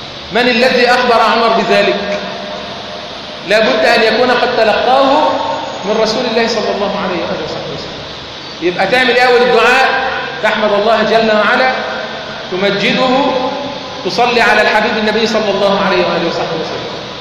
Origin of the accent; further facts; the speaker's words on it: Egypt; اللهم اجعل بلدنا مصر امنا امانا